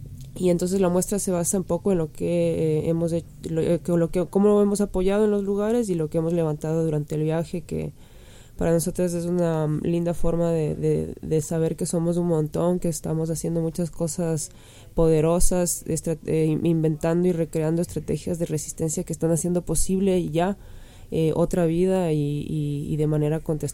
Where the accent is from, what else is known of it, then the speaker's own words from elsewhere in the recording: Ecuador; Yo soy de Ecuador. Desde hace 6 meses estoy viajando